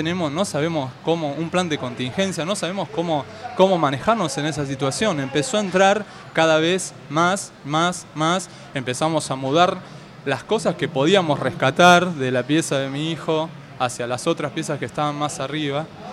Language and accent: Spanish; Buenos Aires, Argentina; De Floresta.